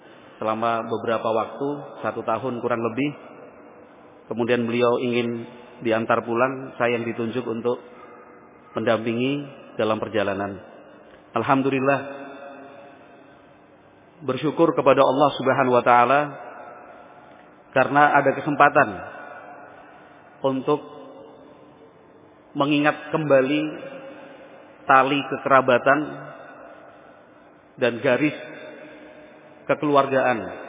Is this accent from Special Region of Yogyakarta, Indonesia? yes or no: yes; Yogyakarta, Special Region of Yogyakarta, Indonesia; Saya sendiri lahirnya di Jogja, besar di Jogja, sempat 2 tahun waktu kecil ikut nenek di sini, sekolah SD di SD Batulo 2.